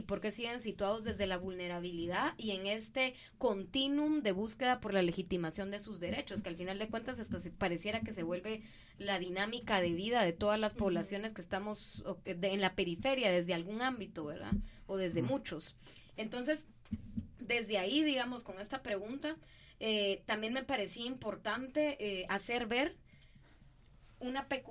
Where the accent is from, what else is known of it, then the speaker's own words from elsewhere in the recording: Guatemala; tenemos como guatemaltecas, guatemaltecos, guatemalteques, personas que hemos nacido en este territorio